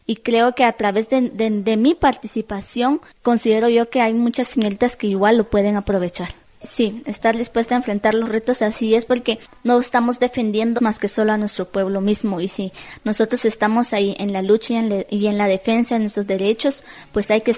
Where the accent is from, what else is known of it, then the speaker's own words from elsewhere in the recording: El Estor, Izabal, Guatemala; soy del municipio de El Estor, departamento de Izabal.